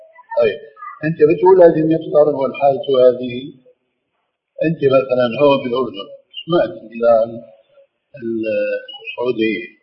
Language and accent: Arabic; Levant, Syria; كما يقولون عندنا في الشام